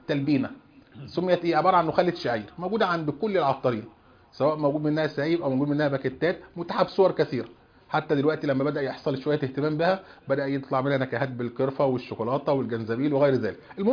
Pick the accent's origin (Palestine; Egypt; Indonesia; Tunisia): Egypt; عندنا في مصر وفي كثير من البلاد